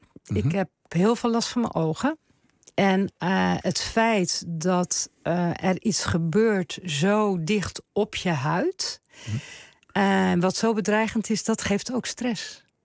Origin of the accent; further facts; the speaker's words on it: Zeeland, Netherlands; also born or lived in Drenthe; Ik ben een Zeeuws-Vlaming. Ik hou ontzettend van de Westerschelde.